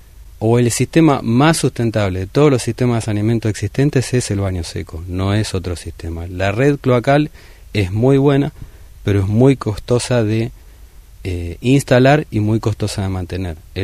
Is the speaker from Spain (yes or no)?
no; Argentina; de los 40 y pico millones que somos en Argentina